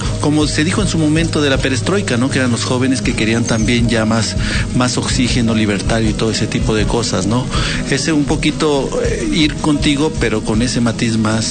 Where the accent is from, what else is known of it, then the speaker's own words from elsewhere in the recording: Mexico; hay sociedades que no están hechas para la democracia, como la mexicana, en parte. No sabemos tomar decisiones.